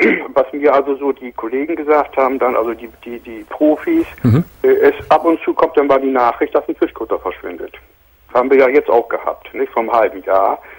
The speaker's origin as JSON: {"language": "German", "region": "Bremen", "country": "Germany", "said": "ich bin hier vor 4 Jahren erst hergezogen, ich bin von Hause aus, bin ich Bremer"}